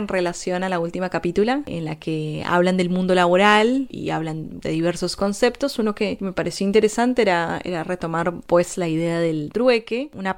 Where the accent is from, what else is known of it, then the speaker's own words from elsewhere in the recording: Colombia; now in Argentina; Soy colaboradora Alaracuda. De vez en cuando, soy colombiana, residente en Argentina hace bastante tiempo, por lo cual inmigrante.